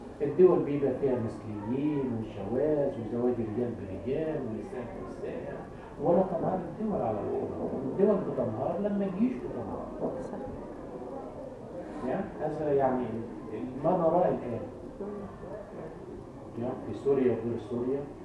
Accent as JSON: {"language": "Arabic", "country": "Egypt", "said": "أهون عليك أنا مصري الحمد لله"}